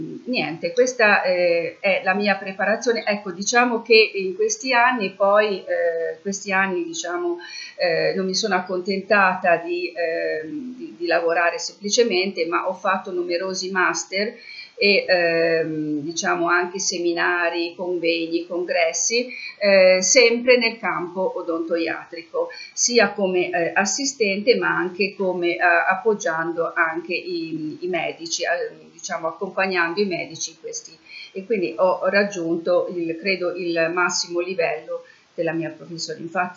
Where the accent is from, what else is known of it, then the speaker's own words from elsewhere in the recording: Bologna, Emilia-Romagna, Italy; moved away as an adult; also born or lived in Naples; io sono di origini bolognesi, io sono nata a Bologna e vissuta a Bologna, ho studiato lì fino a 20 anni, poi mi sono trasferita a Napoli dove ho vissuto per 6 anni e lì mi sono laureata alla Federico II in lettere e filosofia